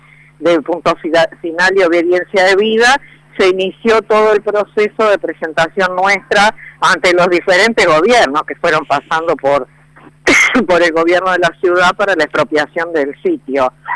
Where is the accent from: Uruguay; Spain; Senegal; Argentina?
Uruguay; pero aclarando que además como uruguayos, no solo allí